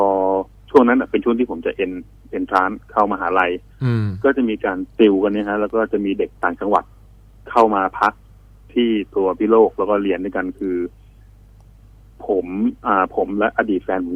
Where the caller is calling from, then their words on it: Uttaradit, Thailand; ผมโทรมาจากอุตรดิตถ์ครับผม